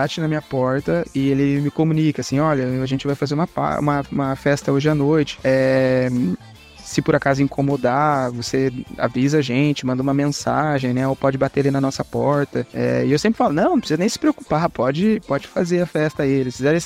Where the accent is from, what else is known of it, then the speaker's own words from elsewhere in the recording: Quebec, Canada; Eu sou de Quebec.